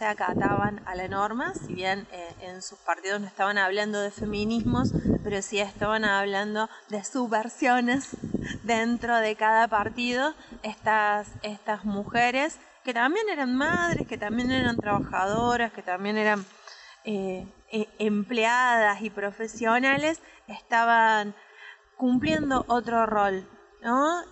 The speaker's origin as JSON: {"language": "Spanish", "region": "Patagonia", "country": "Argentina", "said": "quizás se nota por mi tonada, pero soy de la Patagonia, cuando me vine a vivir a Tralau, que me vine a vivir acá en el 2011"}